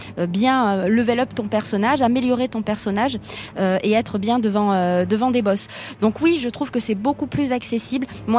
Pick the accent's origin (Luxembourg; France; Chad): France; Marseille, Provence-Alpes-Côte d'Azur; je suis marseillaise hein, donc il faut que ça aille très très vite